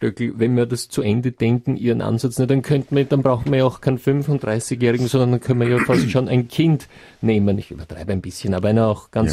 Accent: Switzerland; Ich komme ja aus der Schweiz.

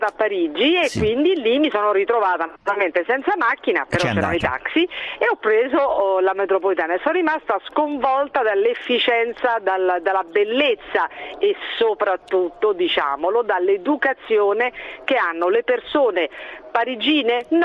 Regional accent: Rome, Lazio, Italy; Sì, sono di Roma.

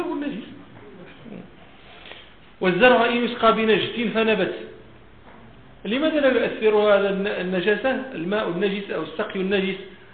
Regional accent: Morocco; فين هاتش عندنا في المغرب شي بلاصه

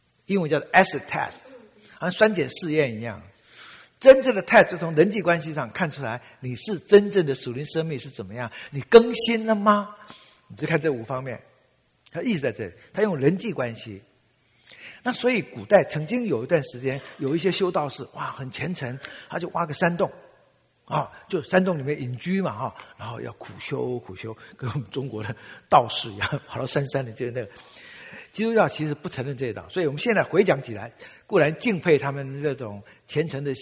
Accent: Taiwan; 当然，我们当年小的时候在台湾是很悲壮的，尤其在搞文革的时候。

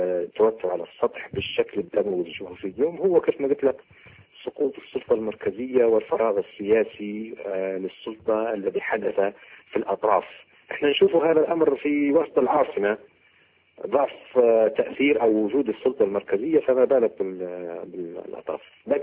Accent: Libya; نحن كليبيين

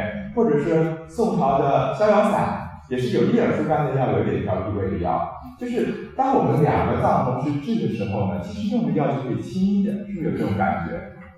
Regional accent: Taiwan; 典型的情志上的肾阴实就是我们台湾人说的狭义忧郁症

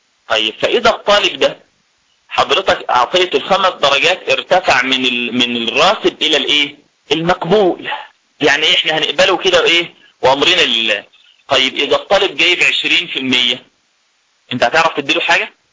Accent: Egypt; في مثال عندنا في مصر بنضربه لتقريب مسائل المصطلح كلها

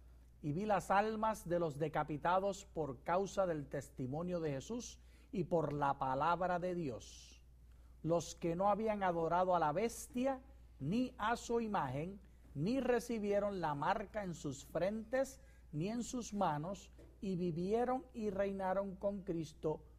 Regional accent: Puerto Rico; Como puertorriqueño tengo que decir ¡ay, bendito!

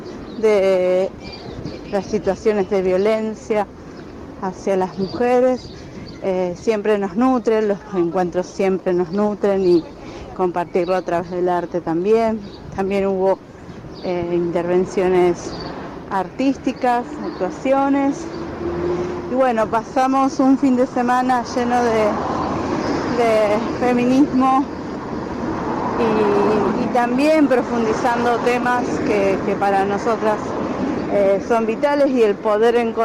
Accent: Rosario, Santa Fe, Argentina; soy de Rosario

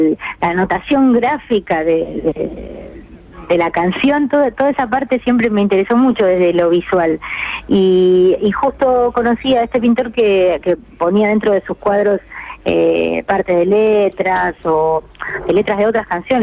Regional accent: Bariloche, Río Negro, Argentina; also born or lived in Mar del Plata / Buenos Aires; En Mar del Plata, pero viví de chica en Bariloche y tuve también mi momento de tomar un tren y venir a Buenos Aires.

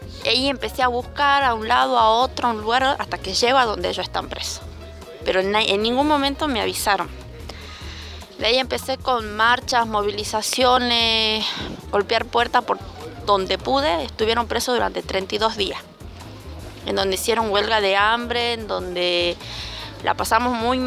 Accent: Hipólito Yrigoyen, Salta, Argentina; vengo desde Hipólito Yrigoyen.

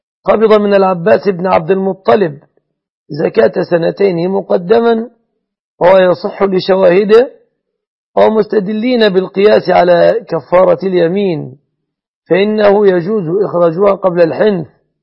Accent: Egypt

